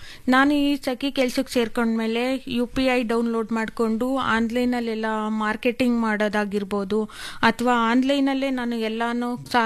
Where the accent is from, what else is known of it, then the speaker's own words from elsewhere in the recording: Honasakere, Karnataka, India; ನಾನು ಹೊನಸ್ಕೆರೆ ಗ್ರಾಮದಿಂದ ಬಂದಿದ್ದೀನಿ.